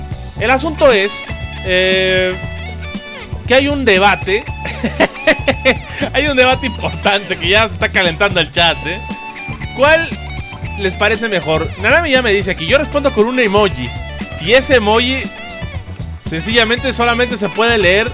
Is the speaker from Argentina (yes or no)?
no; Mexico; por ley aquí en México, pues yo sigo siendo mexicano a huevo, ¿no?